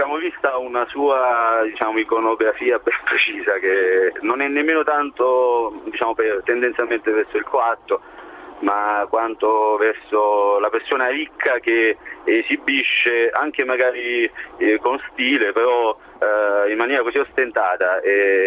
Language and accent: Italian; Naples, Campania, Italy; now in Rome, Italy; sono napoletano e lavoro a Roma.